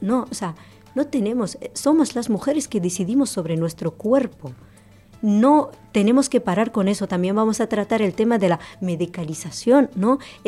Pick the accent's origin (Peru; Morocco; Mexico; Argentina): Morocco; Incluso, por ejemplo, yo que soy marroquí, no puedo ni votar teniendo trabajo, pago mis impuestos, tengo una residencia, pero solo por mi procedencia yo no puedo votar.